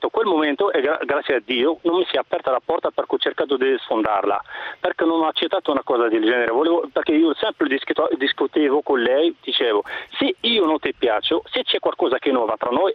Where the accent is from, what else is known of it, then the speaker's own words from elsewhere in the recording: Morocco; Italian is a second language; now in Italy; io sono del Marocco e ho vissuto qua più di 28 anni.